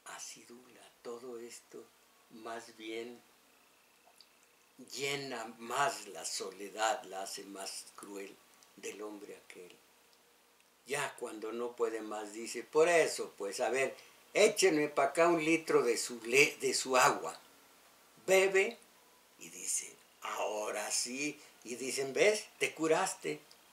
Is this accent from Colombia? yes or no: no; Mexico; esos somos los mexicanos, el pueblo inocente